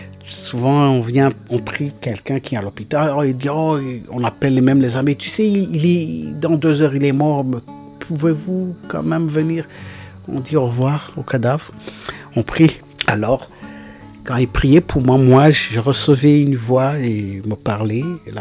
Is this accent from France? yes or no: no; Rwanda; born there; Je suis allé au Rwanda en 2007, dans mon village natal, là où j'étais né